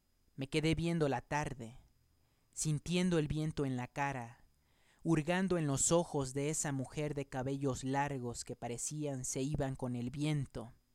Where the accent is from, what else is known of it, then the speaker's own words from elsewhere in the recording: Acapulco, Guerrero, Mexico; now in Mexico City, Mexico; Y yo que vengo del calorcito de Acapulco, pues tengo que abrigarme bien porque este frío está un poco congelante